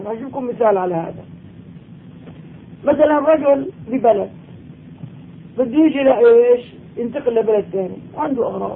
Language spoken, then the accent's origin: Arabic; Damascus, Damascus Governorate, Syria; اما الان عندنا في دمشق ما شاء الله صار البناء مفخرة،